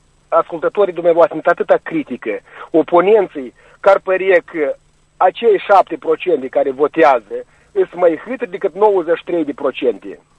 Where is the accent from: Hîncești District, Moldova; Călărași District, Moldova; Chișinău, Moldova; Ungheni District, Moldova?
Călărași District, Moldova; Călărași; de la Călăraș.